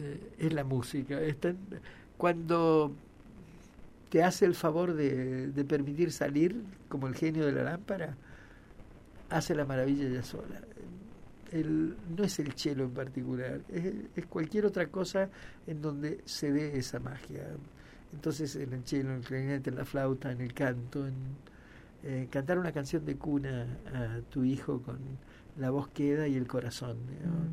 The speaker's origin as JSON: {"language": "Spanish", "region": "Buenos Aires", "country": "Argentina", "tie": "born or raised there", "moved": "as an adult", "lives_now": "Mendoza, Argentina", "said": "Yo soy porteño, aunque siempre digo que estoy en rehabilitación desde los 20 años que me fui a vivir a Mendoza, pero es una enfermedad incurable. Y a los 12 años... vivía en Buenos Aires"}